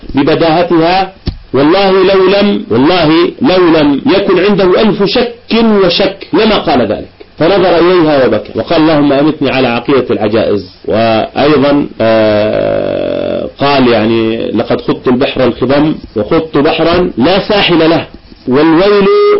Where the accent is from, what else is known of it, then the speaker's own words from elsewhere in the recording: Irbid, Irbid Governorate, Jordan; عندنا في إربد